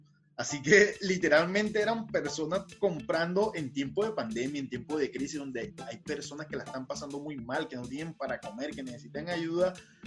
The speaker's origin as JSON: {"language": "Spanish", "country": "Colombia", "lives_now": "Argentina", "said": "familias más pobres y vulnerables de Colombia, de nuestras ciudades. Y nuevamente con miedo pienso en mi país y pienso en mi familia"}